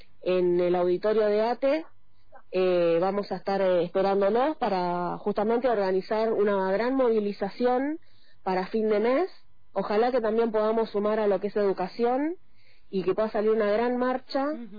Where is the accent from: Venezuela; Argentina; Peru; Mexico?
Argentina; como argentinos estamos cansados del ajuste.